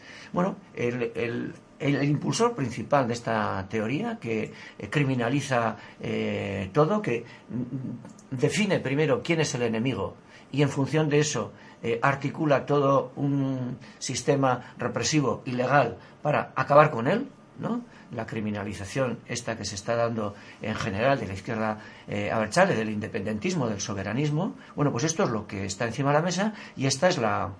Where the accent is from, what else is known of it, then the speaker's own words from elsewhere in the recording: Pamplona, Navarre, Spain; Hace tan solo un mes, allí en Iruña, en mi pueblo, en Pamplona, fue cerrado un medio